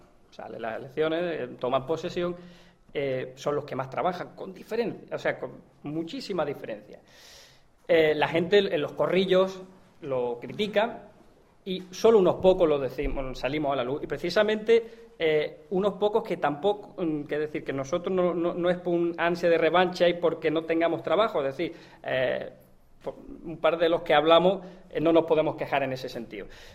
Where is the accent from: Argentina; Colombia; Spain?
Spain; Montefrío, Andalusia; tengo esta peña en mi pueblo, en Montefrío otra